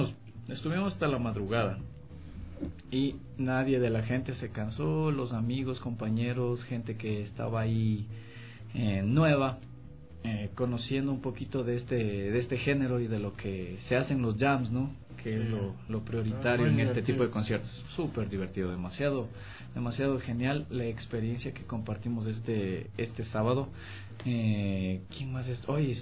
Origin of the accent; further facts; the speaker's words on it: Ecuador; como músicos, como ecuatorianos y como blueseros